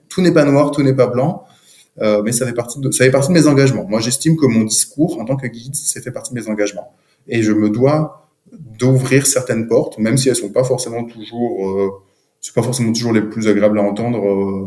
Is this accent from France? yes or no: yes; Bordeaux, Nouvelle-Aquitaine, France; Moi, je suis bordelais.